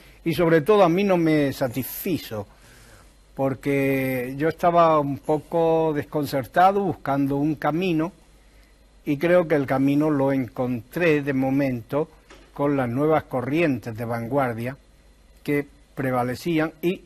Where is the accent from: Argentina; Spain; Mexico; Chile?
Spain; Granada, Andalusia; Yo me crié en Granada, viví durante unos años en el Albaicín, en uno de aquellos cármenes del Albaicín.